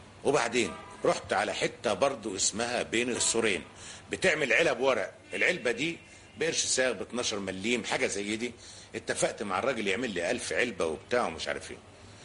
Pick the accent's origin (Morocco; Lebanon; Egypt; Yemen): Egypt; Cairo, Cairo Governorate; born there; انا من مواليد السيده زينب